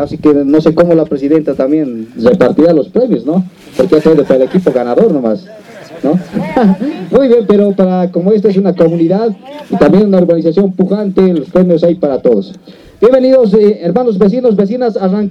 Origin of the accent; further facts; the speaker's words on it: Bolivia; no somos argentinos, no somos chilenos, por lo tanto somos bolivianos